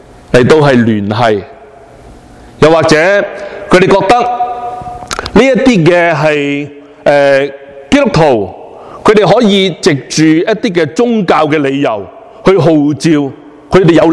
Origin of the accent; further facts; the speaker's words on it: China; 我们中国人呢其实都有一个非常好的传统